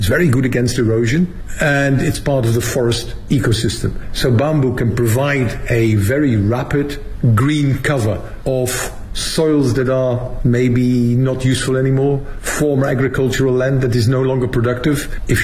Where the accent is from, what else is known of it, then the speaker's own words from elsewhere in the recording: Netherlands; now in Beijing, China; I'm actually from the Netherlands originally, but I'm currently the director general of the International Bamboo and Rattan Organization, based here in Beijing, in China.